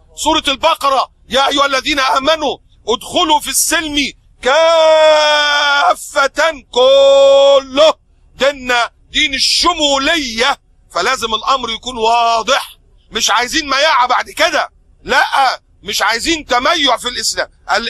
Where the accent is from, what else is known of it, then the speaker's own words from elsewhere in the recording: Egypt; في عندنا في مصر الناس بتشرب عصير برسيم، مش بياكلوا برسيم